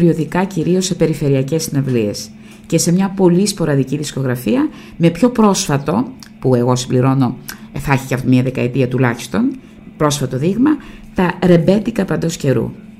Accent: Piraeus, Attica, Greece; Τραγουδούσα από τα πέντε μου. Μεγάλωσα στα Ταμπούρια, που ήταν ρεμπετογειτονιά.

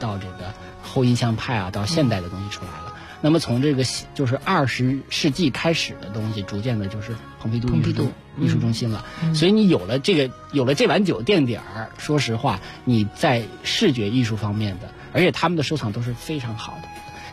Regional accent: China; 他可能也看着我是个中国人

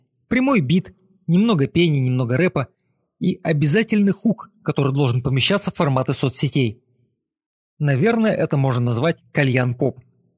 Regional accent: Donetsk, Donetsk Oblast, Ukraine; я из Донецка. А встретились мы на студии в Москве.

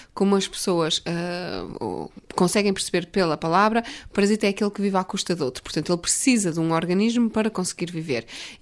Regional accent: Vila Nova de Gaia, Porto, Portugal; Sou originalmente de Vila Nova de Gaia, junto ao Porto.

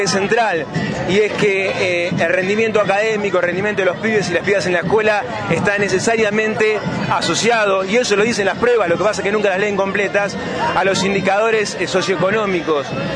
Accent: Bariloche, Río Negro, Argentina; soy de acá de Bariloche, vivo en el kilómetro 5.

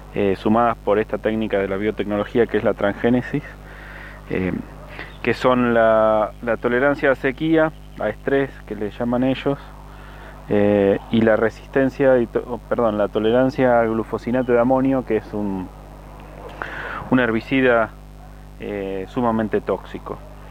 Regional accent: San Luis, Argentina; soy de San Luis

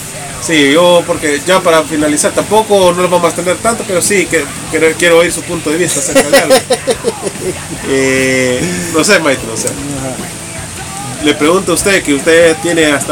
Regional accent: El Salvador; del Salvador, o sea, decir, wea, a pesar de que todo está hecho mierda, wea, sí, yo siento orgullo en mi país

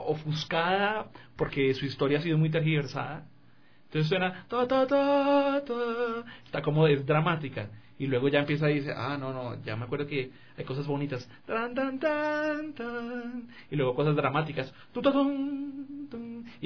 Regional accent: Colombia; sin contar de la música de la zona central de Colombia, de donde yo vengo

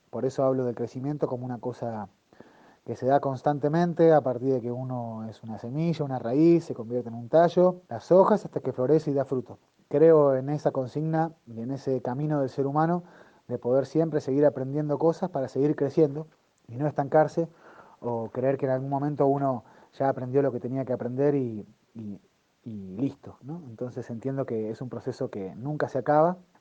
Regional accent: Villa Ciudad Parque, Córdoba, Argentina; cantor de mi pueblo, Villa Ciudad Parque, Valle de Calamuchita. Tengo 42 años

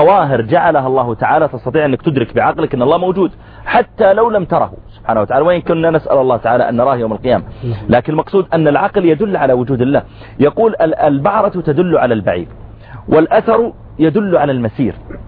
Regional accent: Saudi Arabia; وأقول أنا جئت من السعودية وكذا

